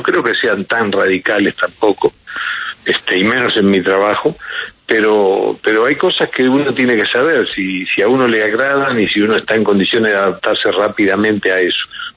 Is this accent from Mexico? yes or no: no; Uruguay; Yo no sé si somos los uruguayos.